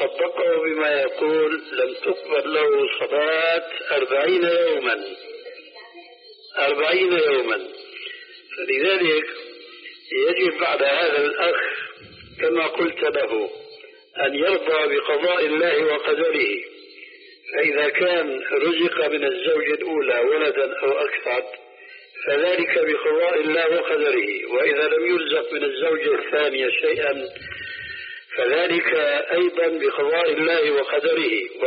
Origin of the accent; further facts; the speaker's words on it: Syria; هيك كما يقولون عندنا في سوريا